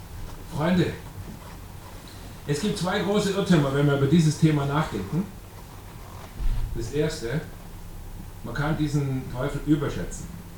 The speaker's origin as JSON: {"language": "German", "region": "Bavaria", "country": "Germany", "said": "bei uns im Allgäu da oben, die sind echte Profis da."}